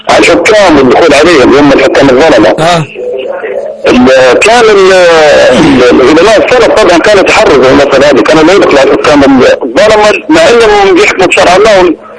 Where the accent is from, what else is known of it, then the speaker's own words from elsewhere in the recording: Libya; من ليبيا يا شيخ